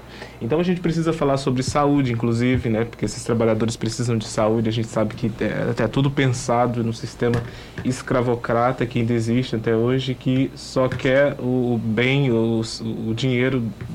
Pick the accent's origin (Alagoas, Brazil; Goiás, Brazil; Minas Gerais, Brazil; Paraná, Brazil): Goiás, Brazil; Eu sou de Goiás, do centro-oeste do país